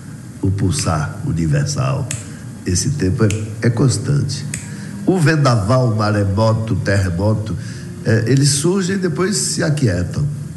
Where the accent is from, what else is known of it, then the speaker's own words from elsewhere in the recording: Vitória da Conquista, Bahia, Brazil; Rádio Câmara de Vitória da Conquista, minha terra.